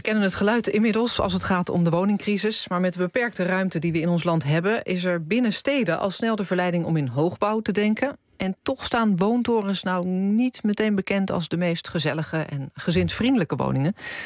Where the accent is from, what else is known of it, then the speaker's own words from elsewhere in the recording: Rotterdam, South Holland, Netherlands; Ik weet het, ik kom dan zelf uit Rotterdam.